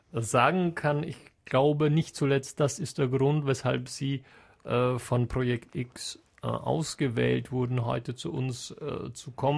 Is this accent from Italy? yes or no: yes; Bruneck, Trentino-Alto Adige, Italy; Ursprünglich aus Bruneck im schönen Südtirol.